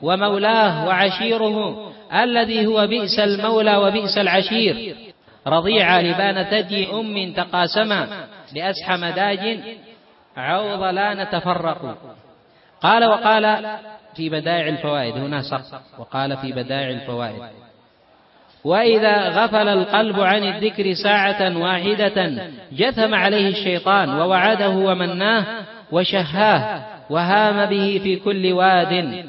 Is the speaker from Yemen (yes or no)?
yes; Yemen; إنما عندنا في اليمن فقط يبقيه إلى آخر اليوم ربما رمى،